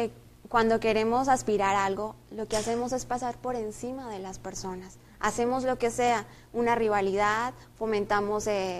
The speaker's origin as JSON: {"language": "Spanish", "country": "Colombia", "said": "estudio medicina, soy de Colombia"}